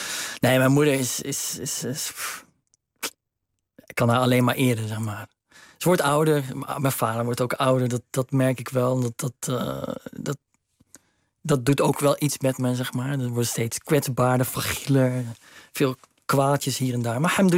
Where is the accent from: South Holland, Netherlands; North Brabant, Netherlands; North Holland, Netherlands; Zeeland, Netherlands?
North Brabant, Netherlands; Steenbergen; Ja, dat is het mooie van Steenbergen waar ik vandaan kom. Dat kon daar. Dat is natuurlijk niet zo'n groot stadje.